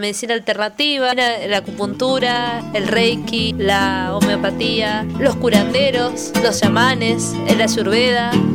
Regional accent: Argentina; soy de Argentina

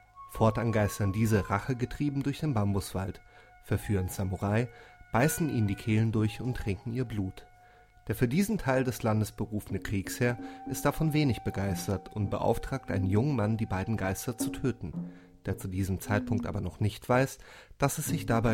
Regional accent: Germany; ich komme aus Deutschland und ein paar Kilometer weiter in Wien sitzt

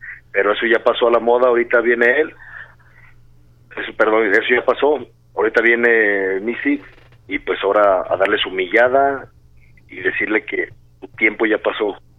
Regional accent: Tala, Jalisco, Mexico; Tala, Jalisco, mi tierra querida

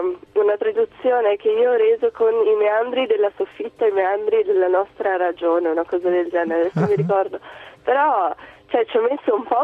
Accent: Verona, Veneto, Italy; born there; io sono nata qua a Verona, però mia mamma viene da Cracovia e sin da piccola mi ha insegnato il polacco. Addirittura le mie prime parole sono state in polacco.

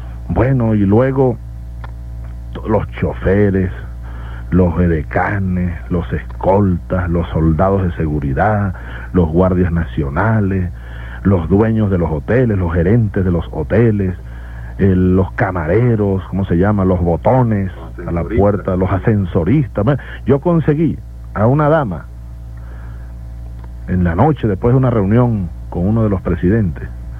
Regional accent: Venezuela; decirles al pueblo venezolano, a ustedes, hermanos, donde quiera que estén en este momento, hombres de mi pueblo, mujeres de mi pueblo, niños de mi pueblo

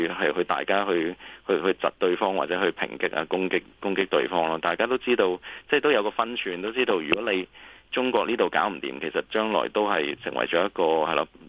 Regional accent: Hong Kong; 因為我諗我哋香港人比較敏感啲，同埋比較接近啲啦，

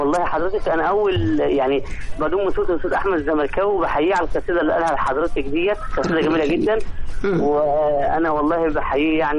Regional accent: Egypt; لان انا يعني مصري حتى النقاع بعشق تراب مصر

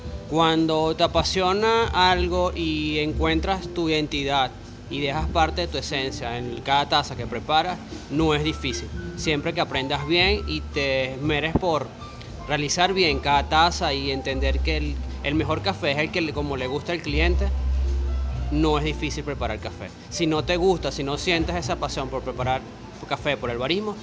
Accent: Ocumare del Tuy, Miranda, Venezuela; Sí, soy nacido. Nací en Ocumare. Soy ocumareño, 100% tuyero.

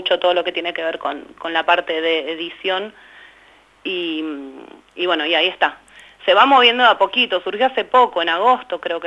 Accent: Berazategui, Buenos Aires Province, Argentina; No solo de Berazategui, yo soy de Berazategui

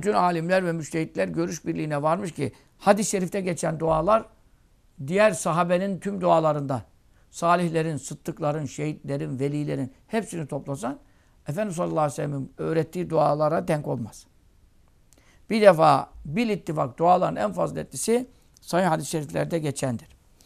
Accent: Ismailia, Ismailia Governorate, Egypt; İsmaila'da doğduk büyüdük 6-7 yaşından beri.

